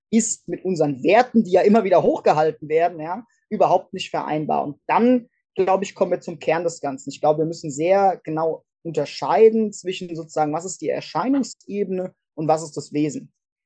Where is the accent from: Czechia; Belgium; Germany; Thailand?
Germany; Hesse; die Fregatte Hessen, also die leider auch noch mein Heimatbundesland Name trägt